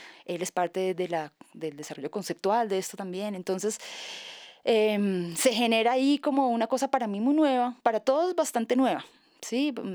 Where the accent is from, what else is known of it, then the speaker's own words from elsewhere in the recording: Santander, Colombia; Yo soy de Santander, ¿no? Mi papá es un músico empírico. Entonces crecí con esa música también.